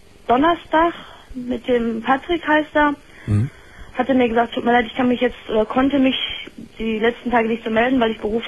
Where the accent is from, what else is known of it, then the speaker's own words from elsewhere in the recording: Solingen, North Rhine-Westphalia, Germany; Wir kommen aus Solingen.